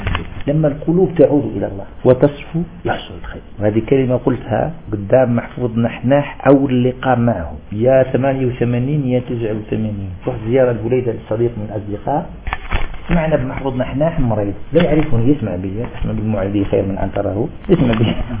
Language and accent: Arabic; Algeria; وأنا في الجزائر صح صيدي أنا قريت جزائري